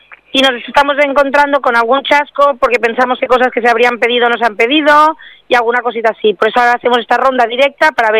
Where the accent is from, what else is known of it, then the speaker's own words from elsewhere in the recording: Formentera, Balearic Islands, Spain; incluso que tengan el miramiento cuando somos de Formentera, coger y darnos otras citas a unas horas que podamos coger de barca de ir y de volver